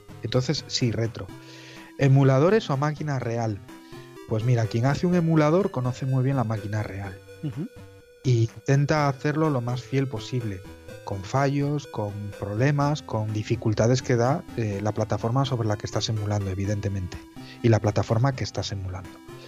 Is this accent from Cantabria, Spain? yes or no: yes; Cantabria, Spain; Yo soy de Cantabria, de un pueblecito